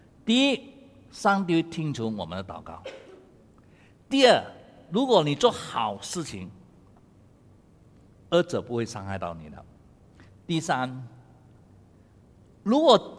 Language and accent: Chinese; Malaysia; 我老远从马来西亚过来呢